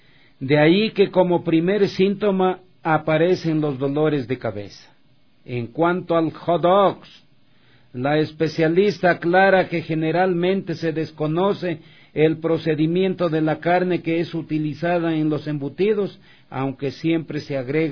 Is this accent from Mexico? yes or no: no; Loja, Ecuador; born there; Como dicen en mi tierra Loja, escalofrío, ¿no? En Loja, en esta Loja querida, mi patria donde nací.